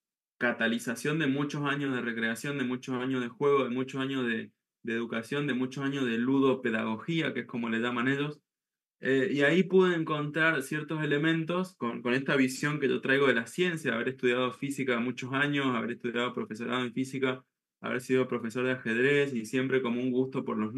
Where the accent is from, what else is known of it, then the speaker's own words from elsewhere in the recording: Mendoza, Argentina; Y ahí llegué a Mendoza, donde yo nací, donde yo soy